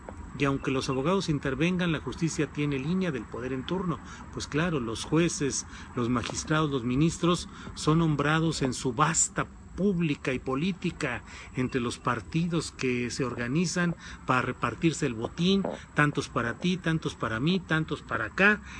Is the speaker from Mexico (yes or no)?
yes; Torreón, Coahuila, Mexico; me acordé que yo soy coahuilense, que nací en Torreón, Coahuila